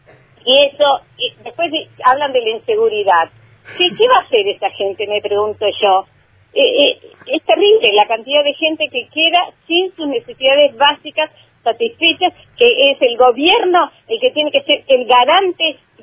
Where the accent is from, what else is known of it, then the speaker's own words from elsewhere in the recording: Bariloche, Río Negro, Argentina; Somos de Bariloche y de Inahuapi, que es otro municipio.